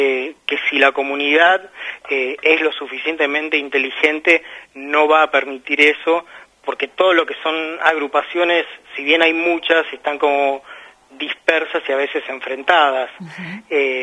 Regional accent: Hurlingham, Buenos Aires Province, Argentina; Sí, he nacido acá en Hurlingham, sí.

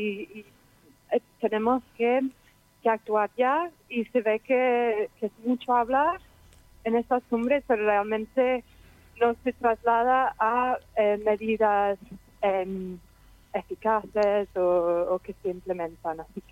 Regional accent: England, United Kingdom; Spanish is a second language; now in Zaragoza, Spain; soy de Inglaterra, pero vivo en Zaragoza desde hace 5 años

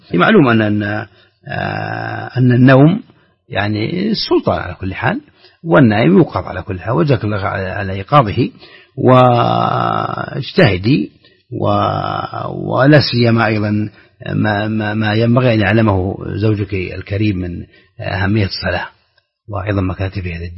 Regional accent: Saudi Arabia; الريال عندنا في السعودية مثلا هو أصله فضة

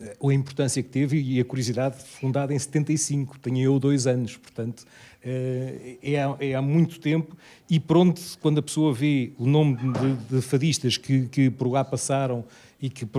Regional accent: Lisbon, Portugal; E eu, como alfacinha de gema, portanto, acho que é extraordinário

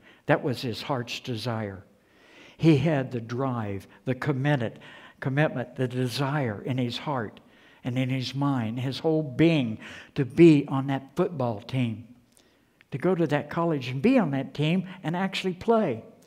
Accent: West Virginia, United States; I'm from West by God, Virginia.

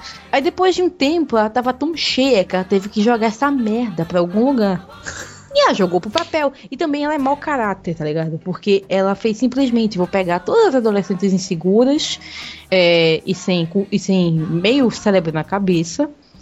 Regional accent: Pernambuco, Brazil; Eu não tenho a cabeça chata, eu sou pernambucana.

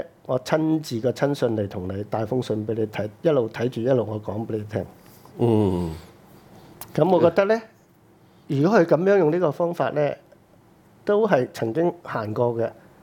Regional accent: China; 我哋中國人，我係一個咧永族噶嘛。

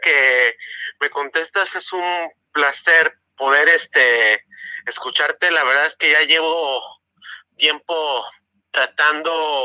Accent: Puerto Vallarta, Jalisco, Mexico; soy de aquí de Puerto Vallarta.

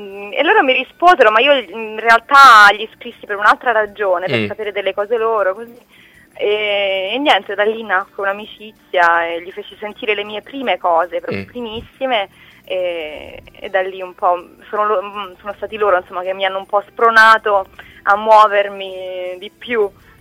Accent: Rome, Lazio, Italy; sono romana, nel senso vivo a Roma, sono nata a Roma, eccetera eccetera, anche se ho origini un po' in tutta Italia.

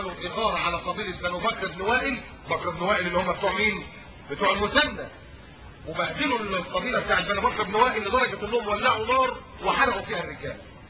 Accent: Upper Egypt, Egypt; لا ما كناش بناخد الدار زي عندنا في الصعيد كده

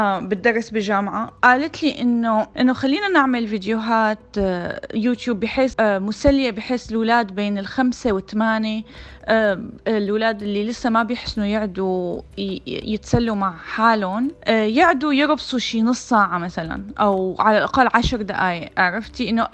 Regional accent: Syria; moved away as an adult; now in United States; أنا أصلاً سورية يعني، ودرست فنون جميلة بالشام، بعدين جيت لهون على أمريكا ودرست رسوم متحركة

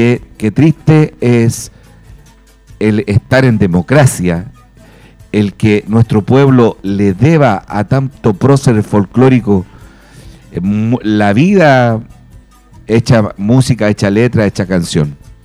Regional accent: Chile; De verdad que somos ingratos los chilenos, ¿cierto?

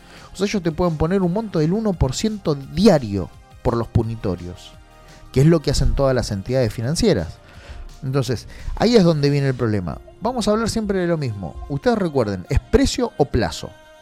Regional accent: Argentina; Lo bueno que nosotros somos resilientes y la verdad que somos bastante, como argentinos digo, ¿no?

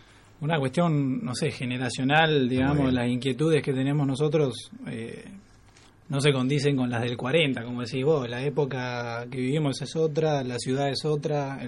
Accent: Argentina; yo soy del interior, bueno, ella también, ella es de Azul, yo de La Barría

